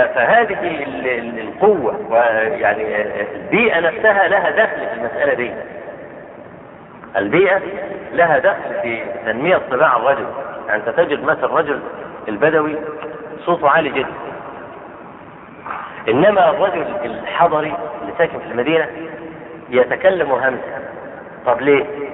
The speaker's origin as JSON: {"language": "Arabic", "country": "Egypt", "said": "شوف عندنا في مصر"}